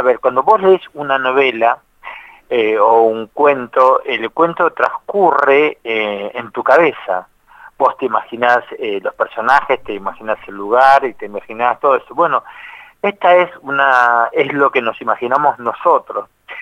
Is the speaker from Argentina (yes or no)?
yes; La Plata, Buenos Aires Province, Argentina; nosotros somos un grupo, si bien somos de La Plata, somos itinerantes